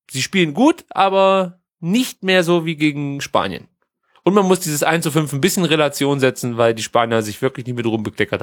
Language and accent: German; Mexico; Ich bin ja Mexikaner.